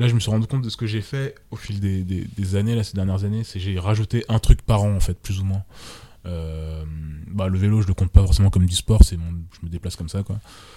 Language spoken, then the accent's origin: French; Martinique, France; moi, je suis des Antilles à la base. Et tous les étés, on allait, enfin, pas tous les étés, mais tous les 3 ans, on passait 2 mois en Martinique.